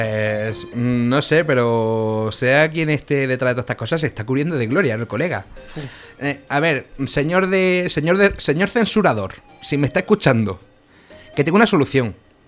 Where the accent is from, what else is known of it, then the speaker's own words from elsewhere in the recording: Andalusia, Spain; vale, yo soy andaluz